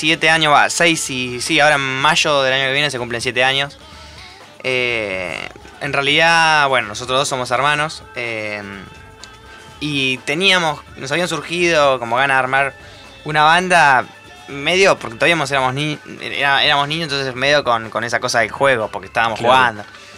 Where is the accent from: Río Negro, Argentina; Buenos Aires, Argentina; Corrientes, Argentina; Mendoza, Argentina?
Buenos Aires, Argentina; Pero somos todos de Parque Chacabuco, entonces.